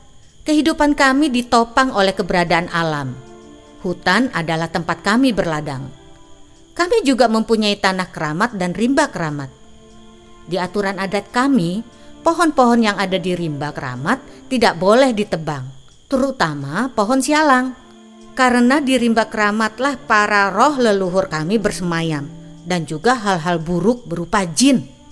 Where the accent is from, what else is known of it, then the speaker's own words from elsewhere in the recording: Riau, Indonesia; Aku lahir dan besar di Talang Mama ini.